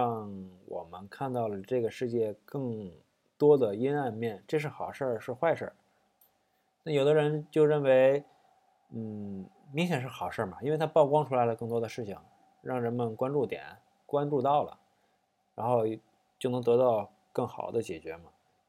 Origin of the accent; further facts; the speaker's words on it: Tianjin, China; 因为我是天津人，我可能会带一些，就跟你上课接下茬那样的一个过程